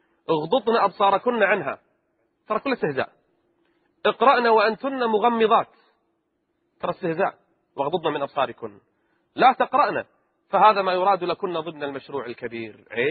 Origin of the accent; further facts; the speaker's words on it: Kuwait; منع الاختلاط في كل مراحل التعليم عندنا في الكويت